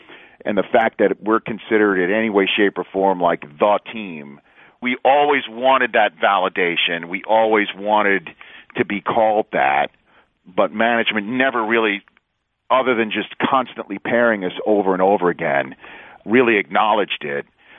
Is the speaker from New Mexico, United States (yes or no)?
no; New York City, New York, United States; You know, he had some Chicago and North Carolina, and I'm from New York City